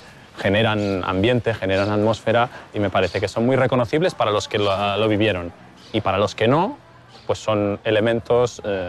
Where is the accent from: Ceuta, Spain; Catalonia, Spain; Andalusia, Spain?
Catalonia, Spain; Reus; la tercera dedicada a mi ciudad de origen, ¿no? Reus.